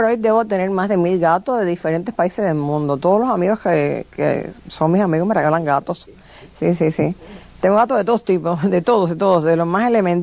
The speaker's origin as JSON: {"language": "Spanish", "region": "Camagüey", "country": "Cuba", "said": "yo pinté mi ciudad, o sea que yo amo a Camagüey, yo me siento más camagüeyana que un tinajón. Y me siento principeña, y me siento agramontina."}